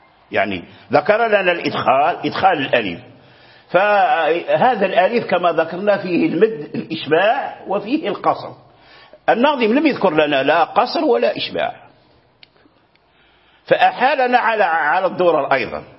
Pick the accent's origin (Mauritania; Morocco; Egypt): Morocco; Fez, Fès-Meknès; يعني بفاس عندنا بفاس وجرى به العمل